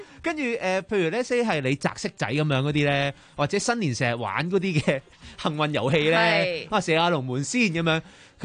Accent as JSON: {"language": "Cantonese", "country": "Hong Kong", "said": "即係我哋香港人都會經常玩過嘅桌遊啦"}